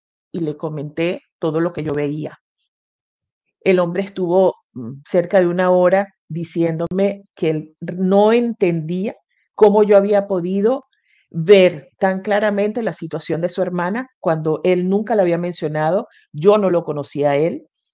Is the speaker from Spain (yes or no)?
no; Venezuela; no sé si se habrán dado cuenta por el acento, yo vivía en Venezuela, nací en Venezuela